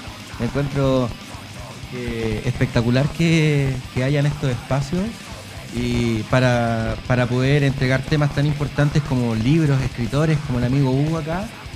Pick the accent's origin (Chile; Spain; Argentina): Chile; pero somos chilenos.